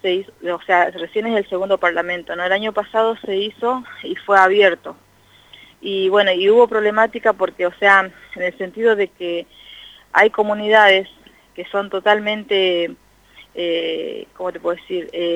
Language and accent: Spanish; Orán, Salta, Argentina; now in General Pico, Argentina; yo soy quechua, aba guaraní, o sea, tengo mi mamá quechua, mi papá aba guaraní. Soy de Salta, de Orán precisamente, pero estoy viviendo en General Pico hace ya 18 años.